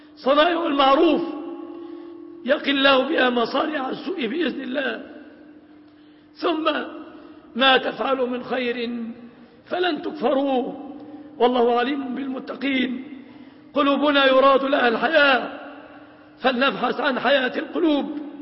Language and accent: Arabic; Egypt; اللهم احفظ بلادنا مصر آمنة مطمئنة